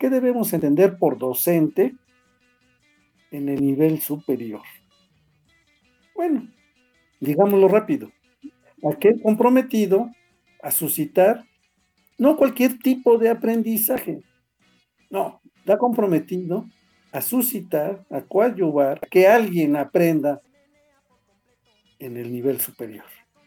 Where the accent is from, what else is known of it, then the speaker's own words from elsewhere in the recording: Mexico; Somos mexicanos, estamos regidos por una constitución, habitamos el mismo territorio